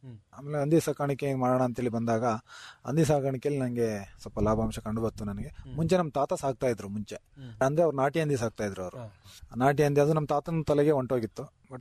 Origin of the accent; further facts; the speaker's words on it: Chatranahalli, Karnataka, India; ನನ್ನ ಊರು ಛತ್ರನಹಳ್ಳಿ, ಬೈಲಹಳ್ಳಿ ಫಸ್ಟ್, ನಮ್ದು ಹಾಸನ ತಾಲೂಕು, ಹಾಸನ ಡಿಸ್ಟಿಕ್ಟ್.